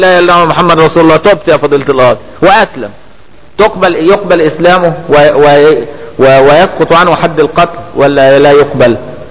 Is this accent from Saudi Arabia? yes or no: no; Egypt; عندنا في مصر